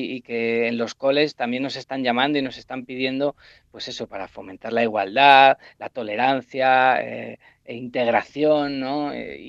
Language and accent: Spanish; Valdeluz, Castilla-La Mancha, Spain; el sábado actuamos en Valdeluz, que es mi pueblo